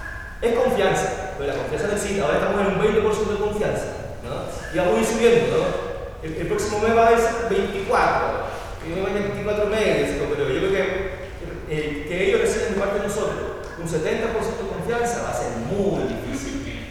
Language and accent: Spanish; Colina, Santiago Metropolitan, Chile; Nosotros venimos de la comuna de Colina, acá está Santiago, acá está Colina, y ahí se va avanzando. Estamos a unos 30 kilómetros más o menos al norte de Santiago, y la verdad es que ha sido muy difícil crecer en ese espacio